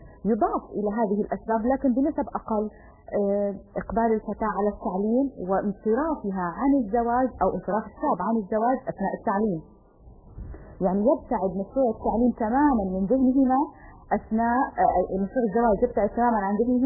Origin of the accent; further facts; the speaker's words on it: Syria; يعني مثلا عندنا في سوريا سن المتعارف عليه للزواج 23 24 25